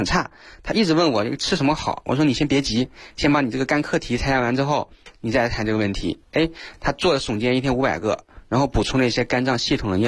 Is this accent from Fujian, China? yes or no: no; Hunan, China; 像我们湖南人特别爱吃辣椒